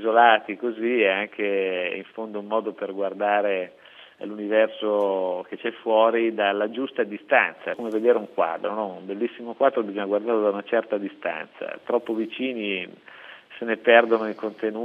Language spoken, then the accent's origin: Italian; Elba, Tuscany, Italy; born there; la verità è che io sono nato all'Elba, amo questo posto